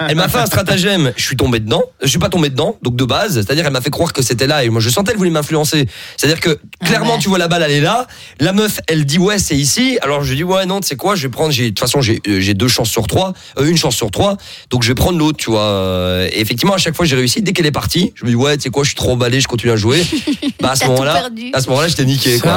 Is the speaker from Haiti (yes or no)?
no; Morocco; oui, je suis marocain, mais je parle pas arabe.